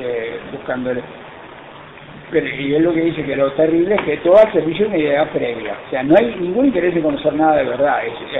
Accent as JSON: {"language": "Spanish", "region": "Montevideo", "country": "Uruguay", "tie": "born or raised there", "said": "Yo me crié en Uruguay, en Montevideo."}